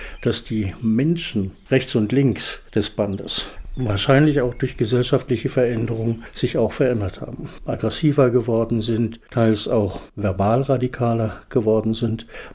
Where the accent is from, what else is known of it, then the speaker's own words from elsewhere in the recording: Dechow, Mecklenburg-Vorpommern, Germany; Ich bin aus Dechow, hier in Nordwestmecklenburg.